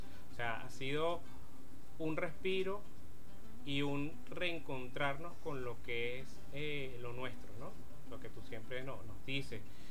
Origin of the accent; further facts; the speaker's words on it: Venezuela; para entender lo que somos como venezolanos, ¿no?